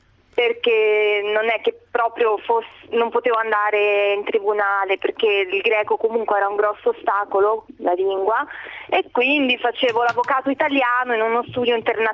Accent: Ancona, Marche, Italy; now in Greece; Di dove sono? Io sono di Ancona.

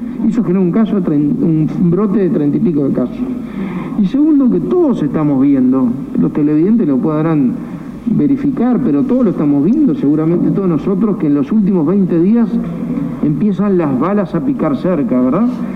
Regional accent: Uruguay; Y preocupado como uruguayo, obviamente como gobernante, pero sobre todo como uruguayo.

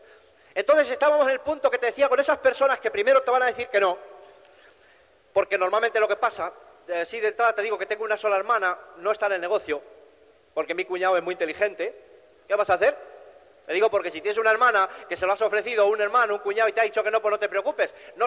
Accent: Cantabria, Spain; yo precisamente no me he trasladado de Cantabria aquí para convencerte de nada

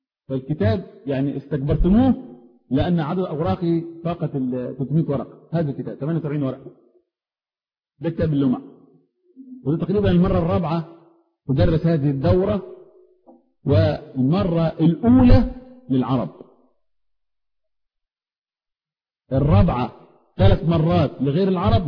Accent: Upper Egypt, Egypt; انا رجل صعيدي معذرة جاي من اخر الخط.

